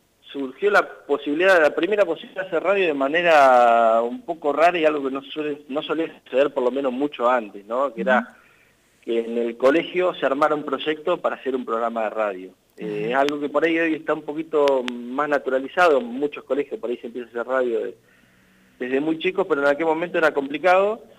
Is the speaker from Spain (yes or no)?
no; Macachín, La Pampa, Argentina; now in Santa Rosa, Argentina; Yo soy de Macachín, uh-huh. Sí, estoy viviendo hace unos 8 años ya acá en Santa Rosa. Uh-huh. Vine para estudiar